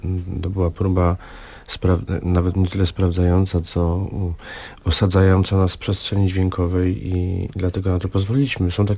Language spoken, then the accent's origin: Polish; Bytom, Silesian Voivodeship, Poland; Ja jestem z Bytomia, wy jesteście z Sosnowca.